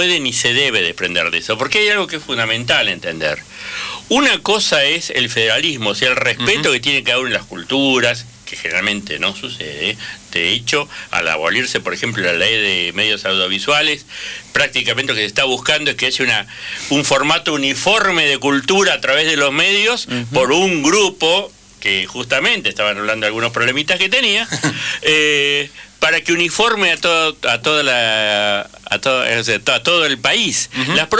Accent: Catamarca, Argentina; O claro, Catamarca, de donde soy.

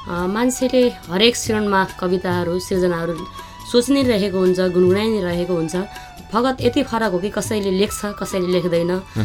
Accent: Bachha, Gandaki Province, Nepal; born there; now in Chitwan, Nepal; मेरो जन्म पर्वत जिल्ला बाछामा भएको हो र मेरो कर्मघर चाहिँ अहिले चितवनमा छ।

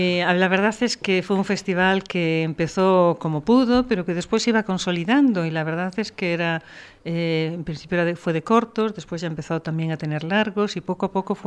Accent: Galicia, Spain; Yo, como vengo de Galicia, pues ya me da igual irme a Madrid que ir a Pozuelo

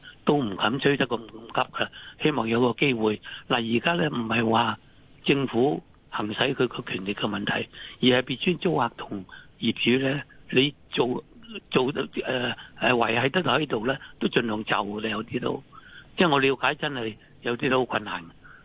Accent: Guangdong, China; 我哋廣東人都話有頭

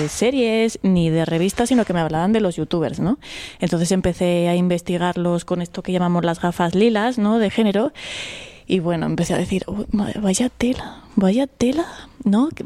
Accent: Aragon, Spain; born there; que soy yo, mañica de nacimiento, andaluza de corazón.

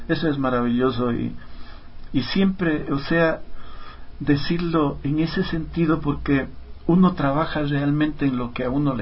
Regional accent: Loja, Ecuador; now in Quito, Ecuador; También yo estaba ya viviendo acá en Quito, nos venimos los dos desde Loja

